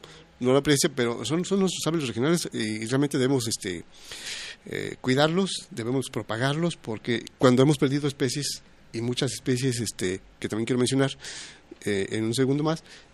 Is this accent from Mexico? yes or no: yes; San Martín Hidalgo, Jalisco, Mexico; San Martín Hidalgo, que es mi pueblo natal.